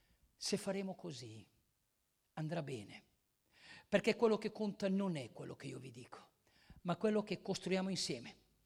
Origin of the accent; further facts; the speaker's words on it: Lecco, Lombardy, Italy; Io vengo da lontano, vengo da Lecco.